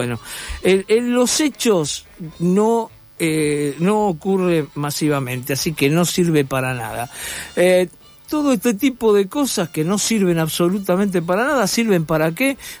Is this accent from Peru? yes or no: no; Argentina; Yo, como argentino de 71 años, yo hasta ahora algo peor que esto no conocí.